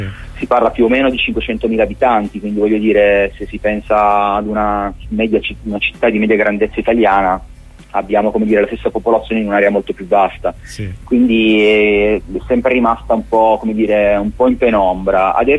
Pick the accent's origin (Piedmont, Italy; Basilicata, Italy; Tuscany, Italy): Basilicata, Italy; born there; per cercare una mia origine, perché sono nato comunque in Basilicata